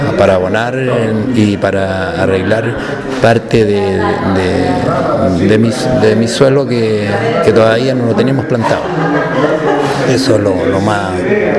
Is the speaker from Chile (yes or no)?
yes; Cabildo, Valparaíso, Chile; De Los Molinos, de Cabildo.